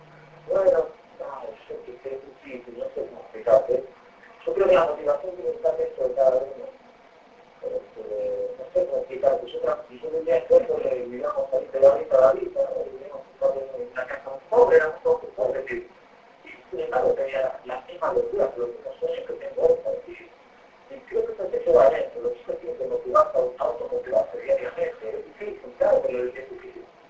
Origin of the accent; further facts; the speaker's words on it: Argentina; moved away; si salí de Argentina y yo en Argentina no tenía expectativas de nada